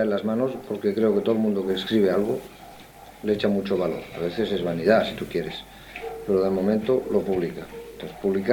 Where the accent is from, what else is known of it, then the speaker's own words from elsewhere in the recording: Spain; Y como español, como hijo de españoles y como hombre que vive una época determinada en mi país